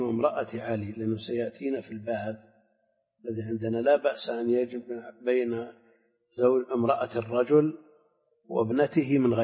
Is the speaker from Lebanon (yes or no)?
no; Al-Qassim, Saudi Arabia; لا، عندنا في القصيم كثير تزوج اثنتين